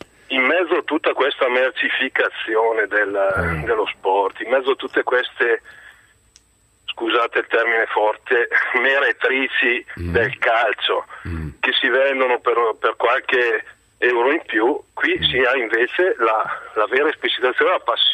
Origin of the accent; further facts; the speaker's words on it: Bergamo, Lombardy, Italy; Io sono di Bergamo, ma sono un romanista sfegatato.